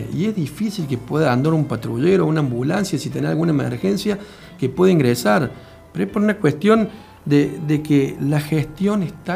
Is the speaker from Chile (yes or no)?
no; Villa Allende, Córdoba, Argentina; yo soy nacido en Villa Allende Loma. Me crié hace 35 años, mis padres decidieron instalarse en Villa Allende y me inculcaron el amor hacia Villa Allende.